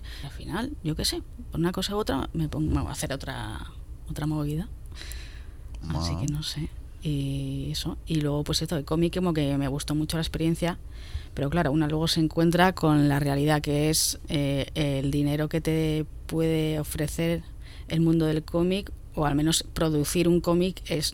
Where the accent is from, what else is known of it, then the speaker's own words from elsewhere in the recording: Hoyo de Manzanares, Community of Madrid, Spain; now in Madrid, Spain; Sierra Noroeste de Madrid. Yo he vivido toda la vida ahí hasta 2009, que me fui a Lavapiés y tal. Ahora estoy en Vallecas.